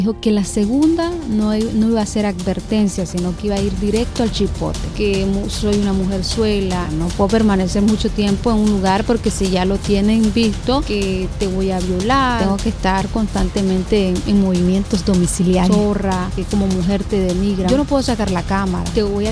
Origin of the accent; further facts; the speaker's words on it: Nicaragua; Yo soy una periodista nicaragüense.